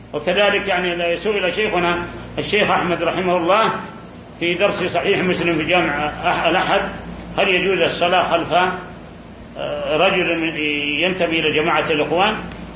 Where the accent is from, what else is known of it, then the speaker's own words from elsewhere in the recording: Saudi Arabia; في بلادنا المملكة العربية السعودية